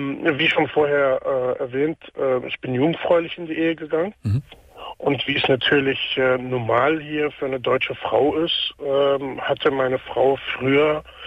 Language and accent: German; Palestine; now in Germany; Das ist Palästina.